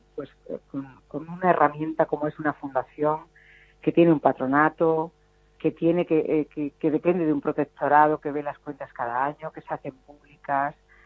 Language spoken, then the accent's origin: Spanish; Extremadura, Spain; de abrir proyectos en mi tierra, en Extremadura, y alguno en Andalucía.